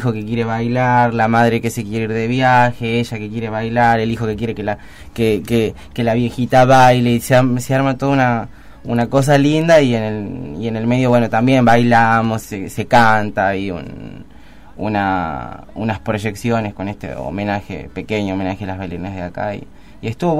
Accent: Catamarca, Argentina; also born or lived in Buenos Aires; now in Mar del Plata, Argentina; Yo no soy de Cámara del Plata, soy de Catamarca. Y estudié en Buenos Aires teatro, comedia musical, ballet y eso, y me vine acá a vivir.

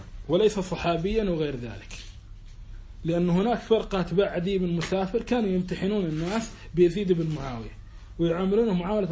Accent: Kuwait; لا أنا لا أنا كويتي

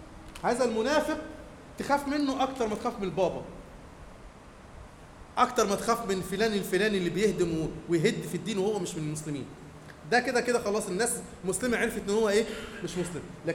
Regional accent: Egypt; لكن احنا كمصريين زعلانين عليه ليه قوي كده؟

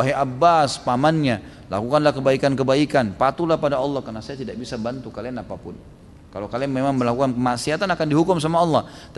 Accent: Gunung Kidul, Special Region of Yogyakarta, Indonesia; Di kampung daerah saya di Gunung Kidul banyak sekali kasus bunuh diri dengan gantung diri.

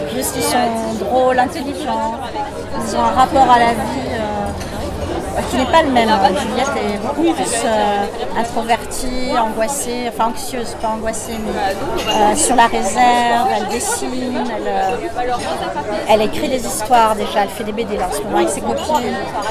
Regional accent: Lyon, Auvergne-Rhône-Alpes, France; born there; Ouais, je suis française, je suis née à Lyon, en plus.

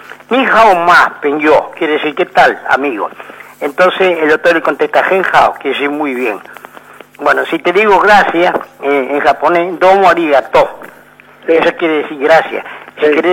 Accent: Germany; now in Argentina; es un gustazo poder hablar, porque yo soy alemán, ¿viste?

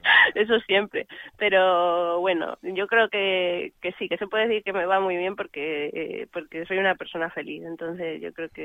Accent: Extremadura, Spain; yo que soy de aquí, de Extremadura, y todavía vivo por aquí, pues tengo más fechas por aquí cerquita

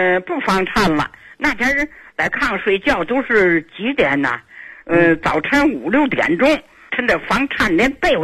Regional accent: Tianjin, China; 我是天津的人。

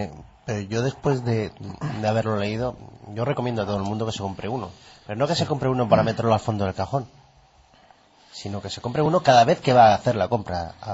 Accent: Spain; Estamos y conociendo cómo somos los españoles

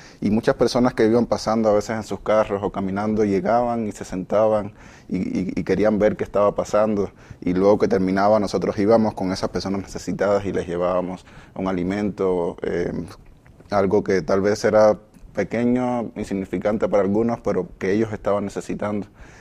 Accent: Havana, Cuba; Buscábamos a veces regiones de La Habana, que es mi ciudad, necesitadas.

